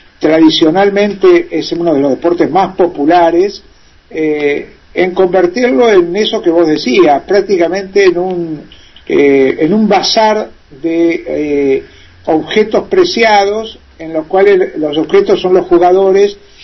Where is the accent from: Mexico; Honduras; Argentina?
Argentina; yo soy muy crítico, por ejemplo, con una figura que en mi país es un dios, y en el mundo también.